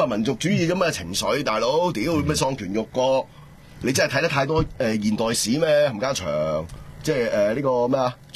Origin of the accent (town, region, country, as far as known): Hong Kong